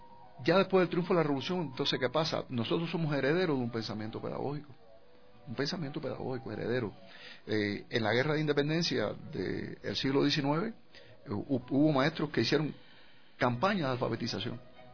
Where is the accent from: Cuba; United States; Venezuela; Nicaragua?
Cuba; Nosotros como cubanos, y realmente es uno de los grandes orgullos